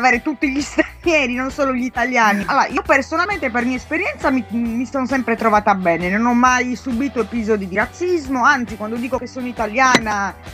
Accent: Sardinia, Italy; accent: Sardinian; moved away as an adult; also born or lived in Rome; Io sono sarda, però ho vissuto dall'età di 19 anni a Roma, perché mio padre stava a Roma.

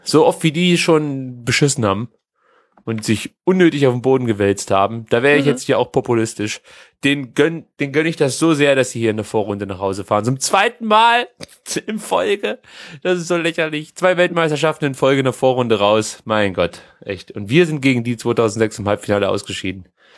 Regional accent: Mexico; Ich bin ja Mexikaner.

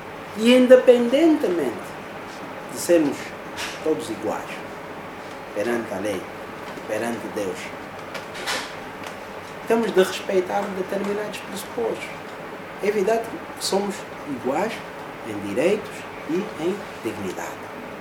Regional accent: Angola; eu, por exemplo, sou do Casqueiro do Buraco.

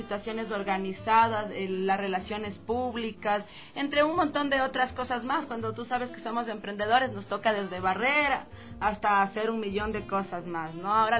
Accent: Ecuador; el vernos como ecuatorianos

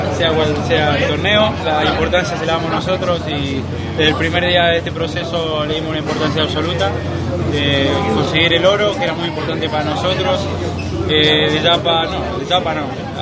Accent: Argentina; todo lo que somos argentinos, lo que sabemos de que estamos en el deporte

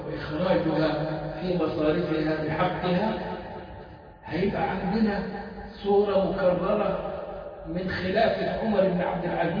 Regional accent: Egypt; وكانت فكره موجوده عندنا في مصر

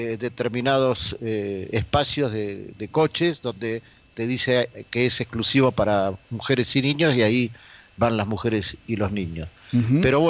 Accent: Argentina; cuando le decís que sos de Argentina

